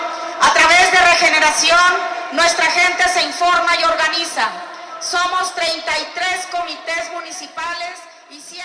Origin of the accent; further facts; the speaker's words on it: Morelos, Mexico; Vengo de Morelos